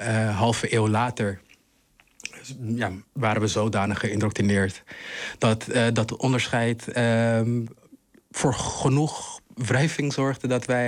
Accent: Rwanda; Dutch is a second language; now in Netherlands; Ja, ik kom dus uit Rwanda, geboren en getogen. Ben een hele trotse Rwandees.

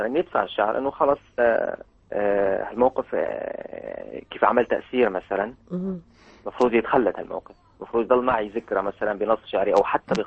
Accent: Tartus, Tartus Governorate, Syria; من طرطوس، من صافية الريف. عم أدرس أدمتي صناعية بطرطوس بالهندسة التقنية.

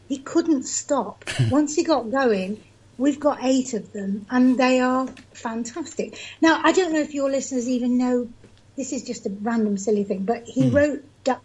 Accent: England, United Kingdom; Because he's American and I'm English.

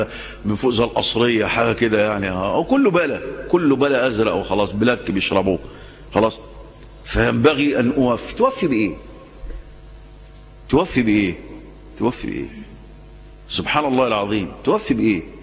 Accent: Egypt; وانا جاي من الكويت، اول ما هاجي مصر، اول ناس ده عندنا مصر

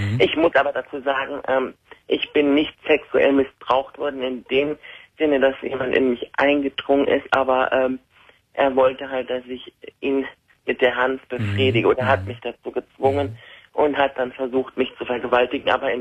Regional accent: Iran; now in Germany; Wir sind Iraner, also ich bin Iranerin und obwohl meine Mutter jetzt keine strenge Muslimin ist

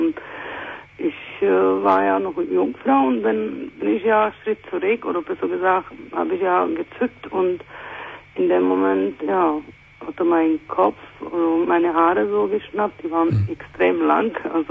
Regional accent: Czechia; German is a second language; now in Germany; Ja, also ich muss ja auch sagen, ich komme ja nicht aus Deutschland. Ich komme aus der Tschechischen Republik.

